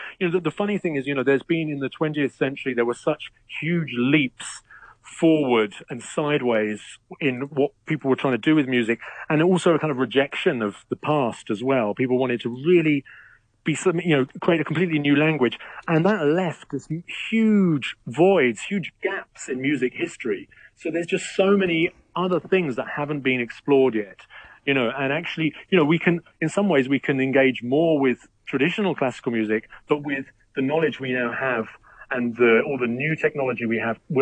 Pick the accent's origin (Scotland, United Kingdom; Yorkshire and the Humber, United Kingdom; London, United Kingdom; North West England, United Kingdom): London, United Kingdom; And he moved to London, where I was born. So I grew up as a Londoner